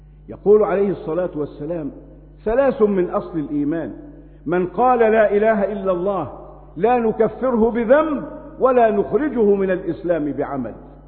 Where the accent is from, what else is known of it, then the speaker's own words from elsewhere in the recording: Egypt; ما نشاهده الآن في بلدنا مصر